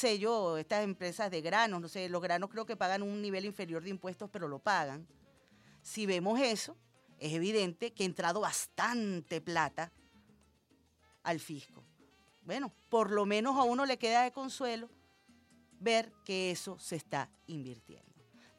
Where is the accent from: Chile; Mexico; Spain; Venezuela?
Venezuela; el resultado de nuestros aportes como venezolanos y venezolanas responsables